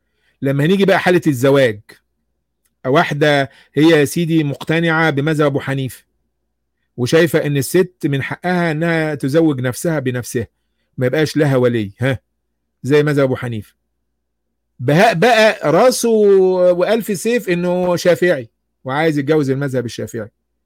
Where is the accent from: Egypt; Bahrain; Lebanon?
Egypt; مين أهل الذكر عندنا في مصر مثلا